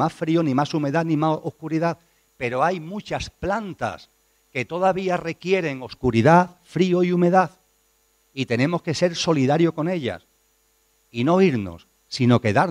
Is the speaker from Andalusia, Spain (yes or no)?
yes; Andalusia, Spain; Soy andaluz y me va el calor, me va el sol.